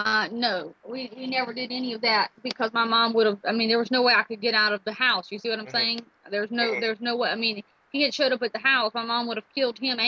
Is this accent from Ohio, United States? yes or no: no; South Carolina, United States; Yeah, that's where I grew up. But I mean, technically I'm Greek, but I was born in the United States and just happened to be born in South Carolina.